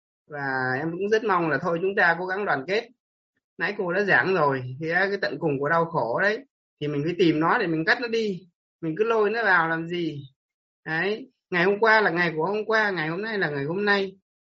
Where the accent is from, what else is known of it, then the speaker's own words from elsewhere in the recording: Ninh Binh, Vietnam; em đến từ Ninh Bình cô ạ.